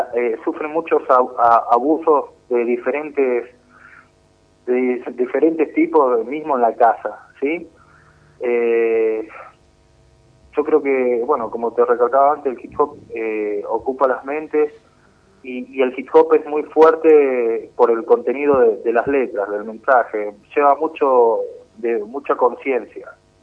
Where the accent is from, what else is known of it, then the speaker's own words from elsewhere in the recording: Moreno, Buenos Aires Province, Argentina; Significa mucho porque yo soy de Moreno, primero que nada. Sé muy bien las necesidades de nuestros chicos en nuestros barrios, porque yo vengo de ahí